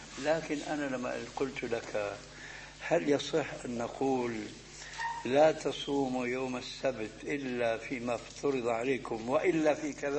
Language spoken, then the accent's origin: Arabic; Syria; بس بدنا كما يقولون عندنا في الشام بدنا نسطح